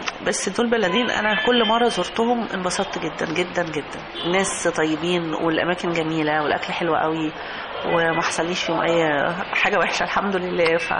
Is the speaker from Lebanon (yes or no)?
no; Egypt; هو طبعا احنا عندنا في مصر مشكله كبيره نامت في السنوات الاخيره